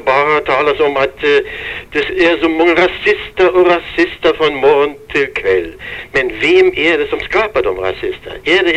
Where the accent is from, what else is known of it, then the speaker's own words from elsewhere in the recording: Germany; Swedish is a second language; now in Sweden; Jag kommer från Tyskland, det hörs väl på brytningen, va?